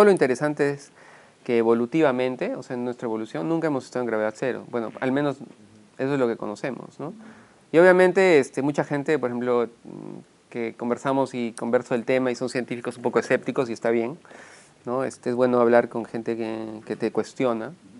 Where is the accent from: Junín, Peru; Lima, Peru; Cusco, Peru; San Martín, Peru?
Cusco, Peru; born there; yo soy peruano, nací en Cusco, estudié en Arequipa Medicina, soy médico, y luego viajé a México.